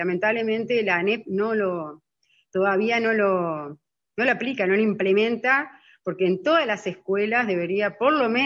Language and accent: Spanish; Uruguay; tenemos como uruguayos, yo también los tuve, un prejuicio muy grande hacia lo indígena